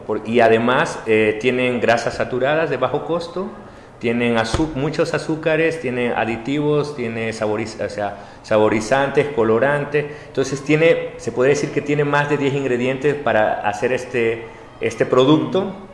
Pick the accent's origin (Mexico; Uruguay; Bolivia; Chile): Mexico; venimos de México